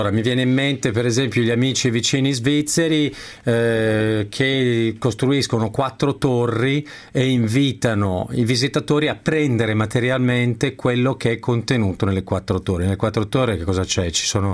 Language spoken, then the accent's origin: Italian; Milan, Lombardy, Italy; da milanese possiamo solo essere d'accordo